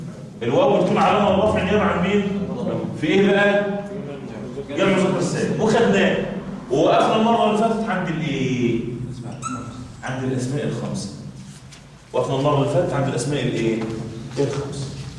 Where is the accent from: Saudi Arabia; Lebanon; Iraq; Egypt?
Egypt; ليه عندنا كمصريين يقول لك حاجه شر